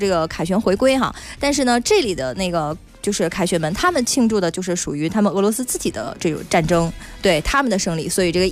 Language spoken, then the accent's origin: Chinese; Heihe, Heilongjiang, China; 中间呢，只跟我的家乡黑河市隔一条黑龙江。